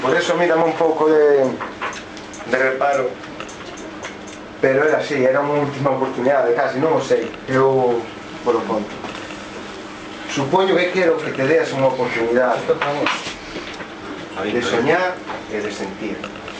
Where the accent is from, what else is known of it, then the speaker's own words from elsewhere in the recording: Vilanova, Galicia, Spain; É curioso, porque eu son de Vilasnova, que é o concello de Vila García da Arousa